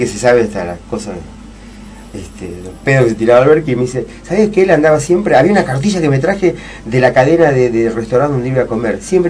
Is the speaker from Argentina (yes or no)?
yes; Argentina; somos argentinos